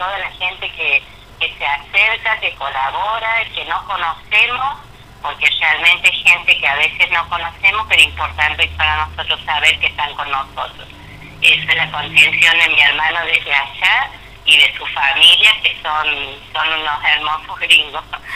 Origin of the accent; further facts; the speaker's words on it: Santiago del Estero, Argentina; somos una familia grande, vinimos de Santiago del Estero, somos gente que es grande